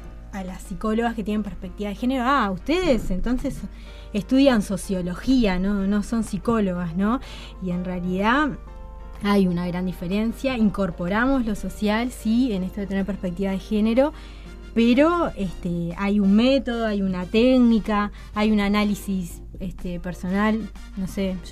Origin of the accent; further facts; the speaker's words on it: Montevideo, Uruguay; Soy psicóloga de la Universidad de la República, 33 años, ¿qué más? De Montevideo.